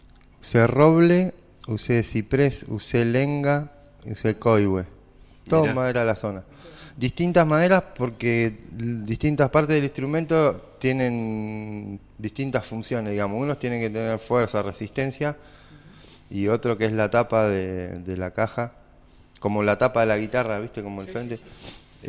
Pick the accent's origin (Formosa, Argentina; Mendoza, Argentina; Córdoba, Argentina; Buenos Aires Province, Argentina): Buenos Aires Province, Argentina; La Plata; en La Plata, yo soy de La Plata.